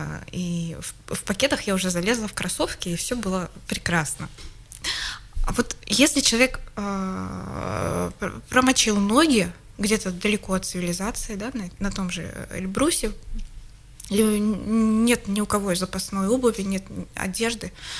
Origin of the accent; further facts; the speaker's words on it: Siberia, Russia; Ну, мы сибиряки к такому не привыкли.